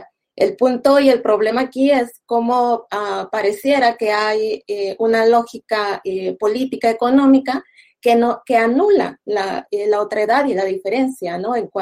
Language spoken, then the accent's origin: Spanish; Mexico; Bueno, yo soy mexicana, vivo en la frontera entre México y Estados Unidos